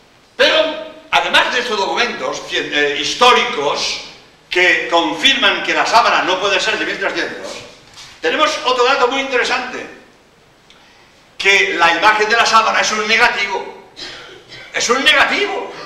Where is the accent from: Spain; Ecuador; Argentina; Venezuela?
Spain; Barcelona, Catalonia; born there; now in Cádiz, Spain; yo nací en Barcelona, pero llevo, pues en Cádiz llevo 36 años, ¿no? Y bien, en Andalucía, como jesuita, soy andaluz.